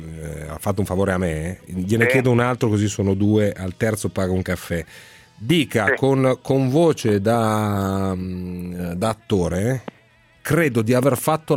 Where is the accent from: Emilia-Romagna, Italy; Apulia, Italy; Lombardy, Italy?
Lombardy, Italy; Pavia; born there; anche nella mia città natale, cioè a Pavia